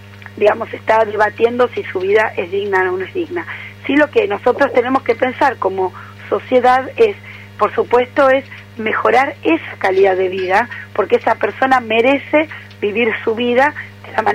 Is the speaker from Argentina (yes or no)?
yes; Argentina; somos muchos los argentinos que necesitamos un espacio fuerte de participación política